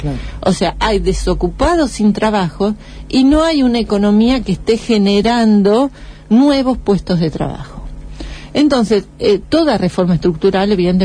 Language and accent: Spanish; Argentina; tampoco somos originales los argentinos